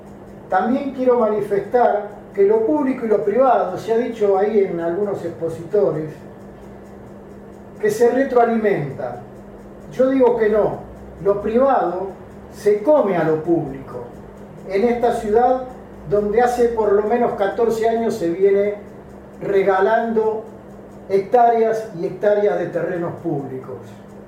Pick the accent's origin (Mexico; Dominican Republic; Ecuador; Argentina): Argentina; Buenos Aires; yo soy del barrio de Villa Crespo, integro los vecinos autoconvocados de Villa Crespo.